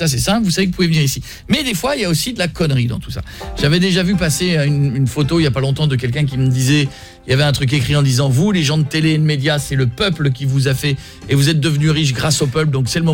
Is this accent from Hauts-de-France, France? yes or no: yes; Marle, Hauts-de-France, France; Marle, c'est là où j'ai grandi.